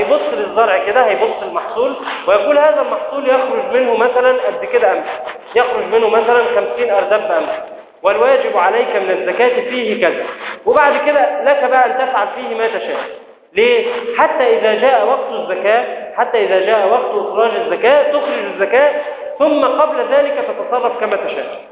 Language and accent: Arabic; Egypt; لكن عندنا في مصر أن الزراعة تكون بكلفة ومؤنة